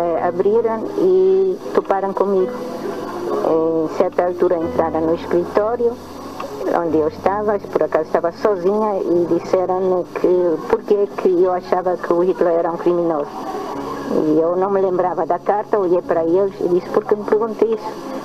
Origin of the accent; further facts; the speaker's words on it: Germany; moved away as an adult; now in Portugal; Eu nasci na Alemanha, numa aldeiazinha com 200 habitantes. Convivi muito com animais, natureza, etc.